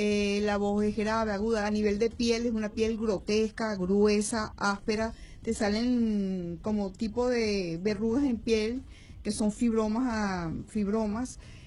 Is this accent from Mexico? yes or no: no; Venezuela; Todos somos venezolanos y tenemos el mismo derecho, que es la salud.